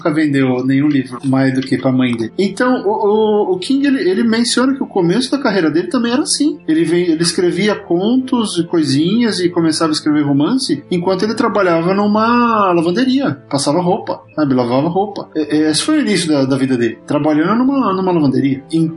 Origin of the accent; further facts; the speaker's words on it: São Paulo, Brazil; now in Los Angeles, United States; Nasci na grande Moca, descendente de italianos e espanhóis. Então eu morei um tempão lá, ainda tenho família lá.